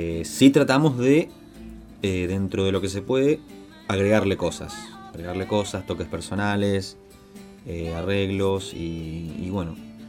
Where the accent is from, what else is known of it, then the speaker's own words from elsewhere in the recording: Corrientes, Argentina; now in Buenos Aires, Argentina; oriundo de Corrientes, pero vivo hace bastante ya en Capital Federal.